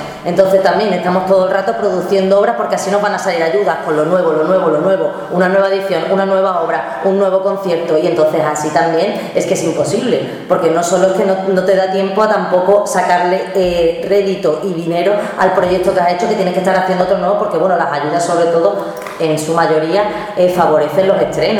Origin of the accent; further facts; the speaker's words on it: Andalusia, Spain; si nosotros como artistas andaluces estamos creando